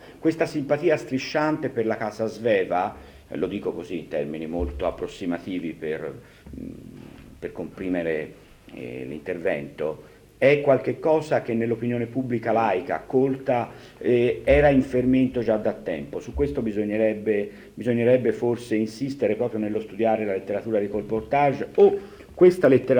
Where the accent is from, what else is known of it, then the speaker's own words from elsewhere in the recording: Florence, Tuscany, Italy; una cosa che io dovrei avere a portata di mano come fiorentino